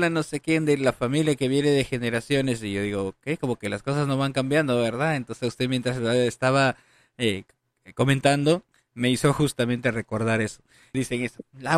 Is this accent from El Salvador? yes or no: no; Peru; Me hace recordar cuando en mi país, en Perú